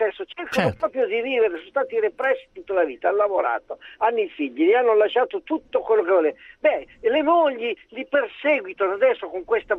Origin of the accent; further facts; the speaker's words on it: Emilia-Romagna, Italy; sono emiliano io quindi sono anche gudereccio.